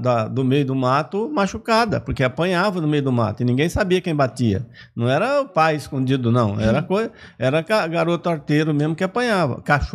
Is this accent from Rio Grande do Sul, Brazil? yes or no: no; Bahia, Brazil; lá na minha cidade, lá na Bahia, eu sou do sertão